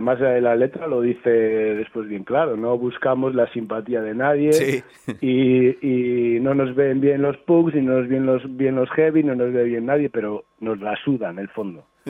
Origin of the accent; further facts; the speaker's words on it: Ponferrada, Castile and León, Spain; Nosotros somos de Ponferrada, sí, de la provincia de León, pero estamos como a una hora de la provincia de Lugo